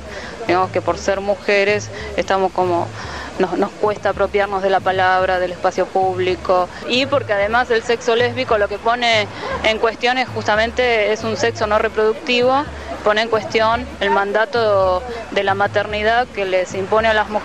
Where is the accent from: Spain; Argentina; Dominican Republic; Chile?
Argentina; Neuquén; soy de Neuquén